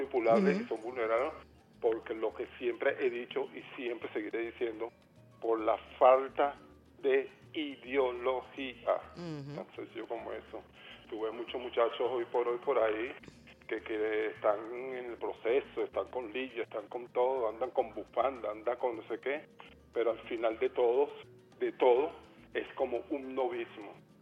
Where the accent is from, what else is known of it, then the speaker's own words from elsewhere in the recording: Colombia; pero en mi tierra, en mi capital, ellos hacer su presencia, yo no los oí.